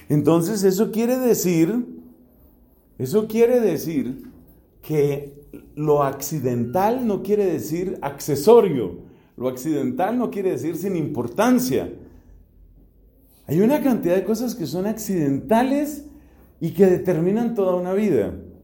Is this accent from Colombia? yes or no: yes; Bogotá, Colombia; born there; yo soy un ser humano que nací en Bogotá y nací de mis papás que se llaman Bernardino y María del Socorro.